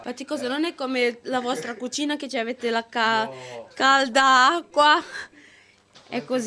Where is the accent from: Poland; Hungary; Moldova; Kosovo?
Kosovo; Dal Kosovo.